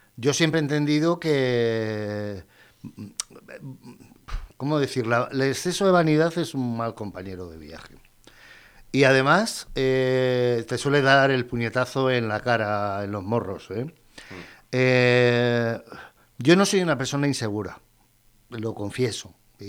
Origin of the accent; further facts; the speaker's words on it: Madrid, Community of Madrid, Spain; born there; Una calle de Madrid, el barrio de Prosperidad, donde yo nací.